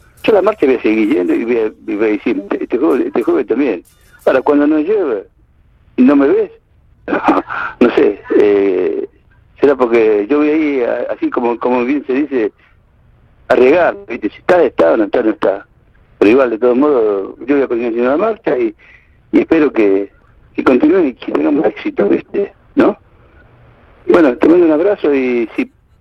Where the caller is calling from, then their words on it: Villa Concepción, Argentina; de Villa Concepción.